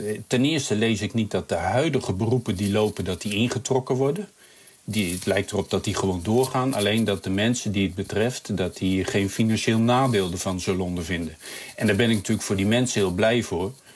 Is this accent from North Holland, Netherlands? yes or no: no; Groningen, Netherlands; als Groninger moet je ook wat meer van die dingen weten dan een gemiddelde Nederlander